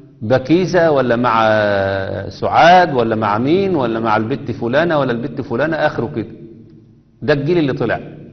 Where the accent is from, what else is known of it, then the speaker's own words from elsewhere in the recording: Egypt; كنا في غرب كندا، مجموعة من الناس واقفين فشايفين شكلنا غريب شوية، انتوا منين؟ احنا من مصر، من ايجيبت.